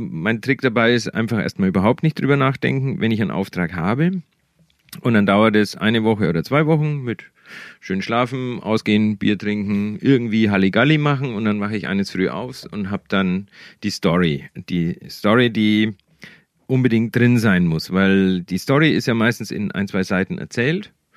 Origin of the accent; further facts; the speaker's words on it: Bavaria, Germany; Die spielen alle in der Gegend, alle in den Dörfern, wo ich groß geworden bin.